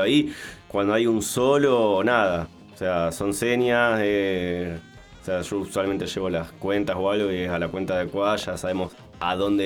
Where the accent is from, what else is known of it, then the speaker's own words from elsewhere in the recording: Argentina; Sí, yo soy argentino.